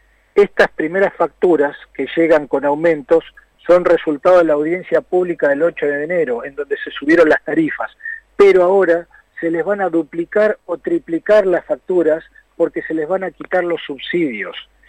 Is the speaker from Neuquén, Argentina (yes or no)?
yes; Neuquén, Argentina; Yo soy neuquino, vivo en Neuquén, vivo en Vaca Muerta.